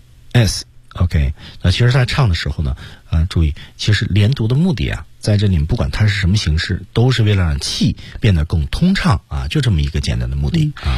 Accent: Beijing, China; 比如说我的家乡其实在北京嘛

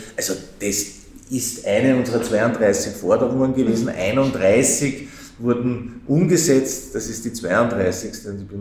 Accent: Vienna, Austria; Als Wiener ist man das ja gewohnt, über Bezirksgrenzen hinweg zu wohnen

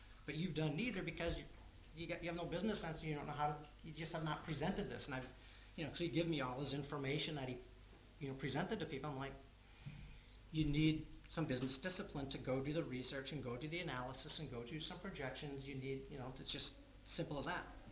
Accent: United States; now in Berlin, Germany; I grew up in America where everybody is just inherently raised.

